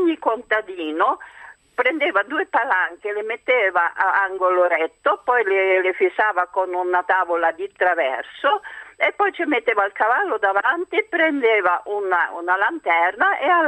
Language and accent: Italian; Bavaria, Germany; io sono cresciuta in Baviera, nelle montagne, ai tempi di guerra e post-guerra.